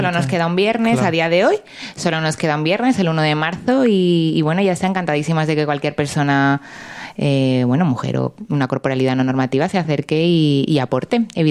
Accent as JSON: {"language": "Spanish", "town": "Granada", "region": "Andalusia", "country": "Spain", "said": "la gente que no soy de Granada no la vais a conocer"}